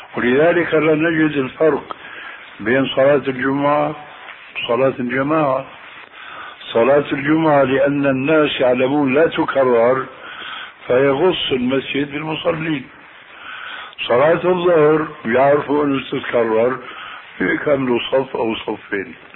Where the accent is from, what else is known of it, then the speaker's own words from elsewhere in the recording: Damascus, Damascus Governorate, Syria; وأنا ربيت في دمشق